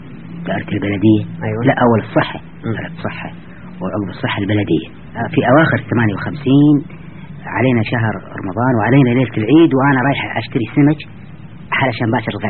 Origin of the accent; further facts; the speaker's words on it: Kuwait; قلت له ابوي انا كويتي